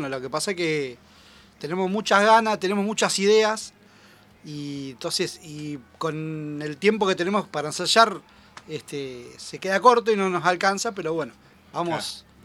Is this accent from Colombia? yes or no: no; Moreno, Buenos Aires Province, Argentina; yo soy de Moreno.